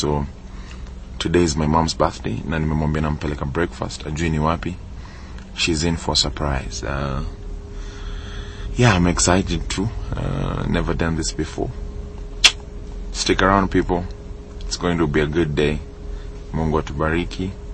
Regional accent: Kenya; So ukisikia mimi nikisema nimetoka Islando, literally na ni ukweli nimetoka Islando and tuko naishi below the dollar

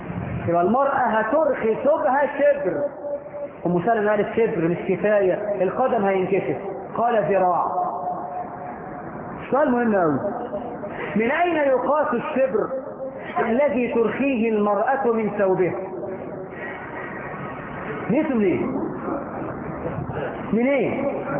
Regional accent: Egypt; احنا في مصر الدنيا احنا فهمنا حديث النبي المقلوب

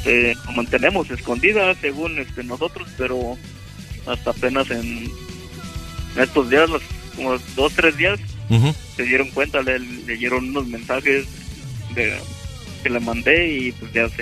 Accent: Michoacán, Mexico; yo hace exactamente 3 años que me regresé a Michoacán, para allá, para mi tierra, México, y pues ya duré dos años allá y apenas hace un año.

